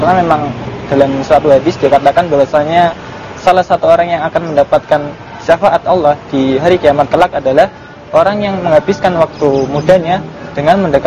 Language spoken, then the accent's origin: Indonesian; Semarang, Central Java, Indonesia; saya asal dari Semarang.